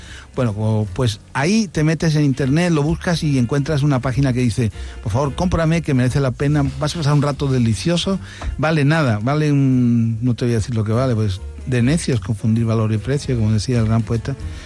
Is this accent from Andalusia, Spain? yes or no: yes; Andalusia, Spain; de alguna manera somos andaluces, esta es la radio pública de Andalucía